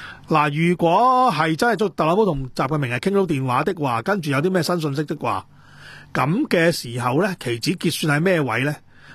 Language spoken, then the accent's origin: Cantonese; Kwun Tong, Kowloon, Hong Kong; 因為聽日觀塘有遊行，關於觀塘我老家